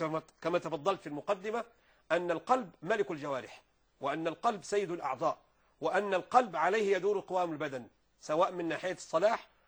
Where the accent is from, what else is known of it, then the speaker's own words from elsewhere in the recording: Egypt; يعني عندنا في مصر هنا